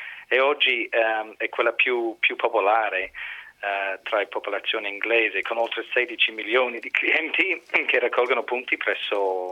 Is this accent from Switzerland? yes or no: no; Ireland; Infatti sono irlandese.